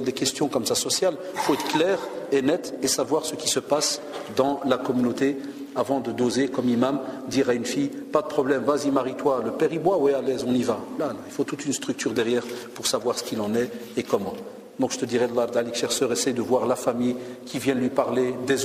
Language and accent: French; Belgium; Chez nous en Belgique, ils sont en train d'essayer de voter une loi pour que l'école soit obligatoire à 2 ans et demi